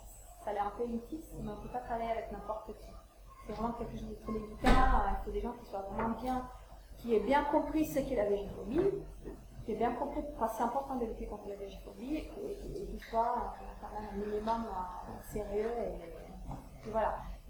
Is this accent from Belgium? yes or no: no; Italy; French is a second language; moi, je suis italienne, donc je peux un petit peu faire la comparaison entre la France et l'Italie.